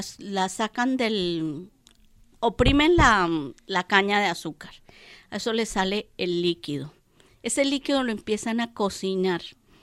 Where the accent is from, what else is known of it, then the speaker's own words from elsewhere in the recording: Bogotá, Colombia; born there; Pero nací en Bogotá, Colombia, y esta tonalidad no se me ha quitado.